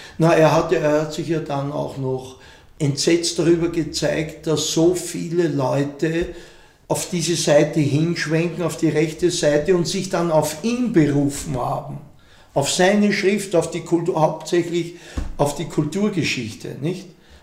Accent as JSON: {"language": "German", "region": "Vienna", "country": "Austria", "said": "für mich war es halt als Wiener und Österreicher, weil es eben auch uns betroffen hat, unser Land, unseren Staat"}